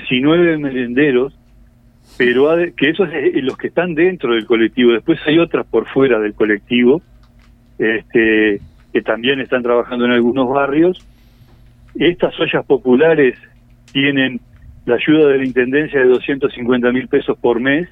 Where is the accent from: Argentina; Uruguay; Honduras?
Uruguay; Artigas; moved away as an adult; now in Salto, Uruguay; yo que soy de la frontera, yo soy hace 5 años que vivo en Salto, pero soy de Artigas.